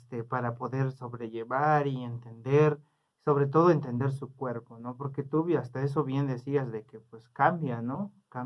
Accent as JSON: {"language": "Spanish", "town": "Huistán", "region": "Chiapas", "country": "Mexico", "said": "soy del municipio de Huistán, Chiapas."}